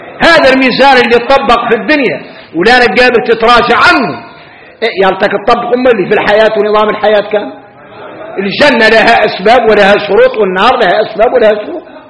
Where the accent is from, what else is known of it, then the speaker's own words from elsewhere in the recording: Mauritania; احنا موريتاني دائما عندنا أسواق خارجي